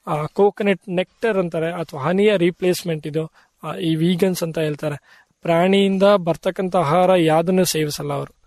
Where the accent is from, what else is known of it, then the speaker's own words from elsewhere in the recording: Kargunda, Karnataka, India; So ನಮ್ಮೂರಲ್ಲೇ ಒಂದ್ ಏನೋ ಮಾಡ್ಬೇಕು ನನ್ಗೆ ಅಂತ ಒಂದು ಆಸೆ ಇತ್ತಲ್ಲ.